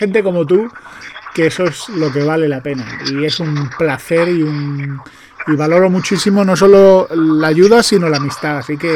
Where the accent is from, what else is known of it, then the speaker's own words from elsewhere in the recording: Andalusia, Spain; yo que soy andaluz y que soy desconfiado